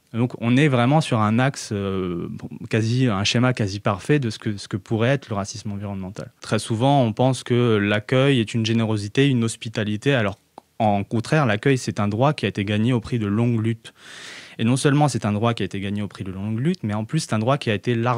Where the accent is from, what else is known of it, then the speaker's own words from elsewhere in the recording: Paris, Île-de-France, France; j'ai 30 ans, je suis juriste, je travaille dans le sud de la France et j'ai grandi principalement à Paris dans une famille de voyageurs, de gens du voyage comme on dit.